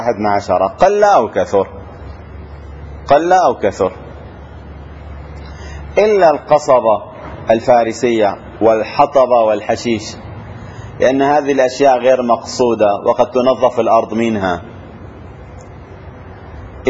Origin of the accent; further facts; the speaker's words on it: Syria; عندنا في الشام بالعامية شو بيقول له